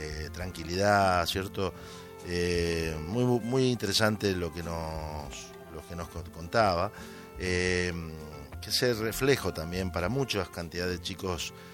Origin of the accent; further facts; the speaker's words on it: Argentina; now in Spain; nos llena de orgullo a nosotros como argentinos y como inmigrantes